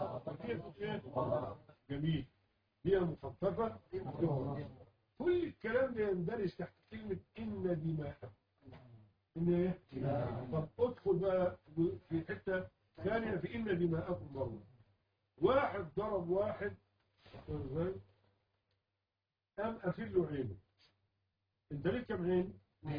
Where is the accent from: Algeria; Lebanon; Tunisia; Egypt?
Egypt; العيال بيلعبوا عندنا في مصر